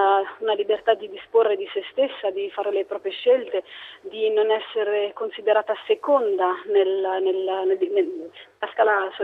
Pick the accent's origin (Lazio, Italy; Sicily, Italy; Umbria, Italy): Umbria, Italy; Perugia; Sono nata a Perugia, sono cresciuta a Perugia e sono rimasta qui fino ai 20 anni, quindi sono legatissima a questa città